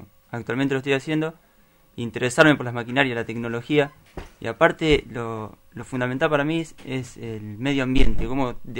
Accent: San Miguel, Buenos Aires Province, Argentina; Y minería, para mí, yo soy de San Miguel.

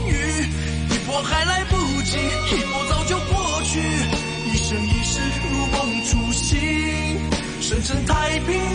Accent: Hong Kong; 原来我哋香港人咧对游水嗰种热爱咧，同翻工系一样嘅

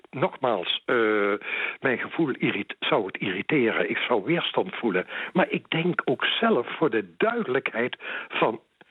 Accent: Netherlands; En ik vind zelf als Nederlander zijnde dat jij dat niet uit hoeft te dragen op jouw werk.

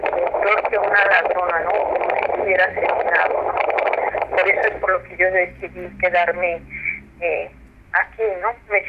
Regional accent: Mexico City, Mexico; Nosotros somos del centro del DF

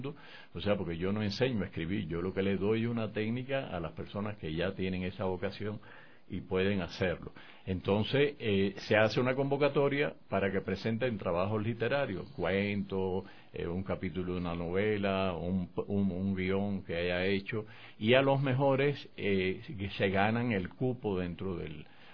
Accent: Matanzas, Cuba; Pero mi pueblo, un pequeño pueblo de la provincia de Matanzas en Cuba, llegó un sacerdote canadiense

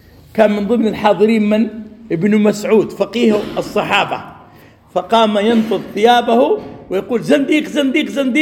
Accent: Saudi Arabia; قبل 3 عقود قام رجل في مسجد عندنا في السعودية

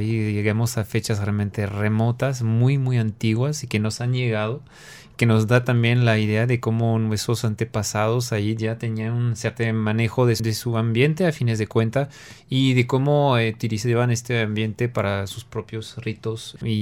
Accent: France; Spanish is a second language; te hablamos de estilo gótico, por ejemplo, que bueno, por supuesto, nació en mi país

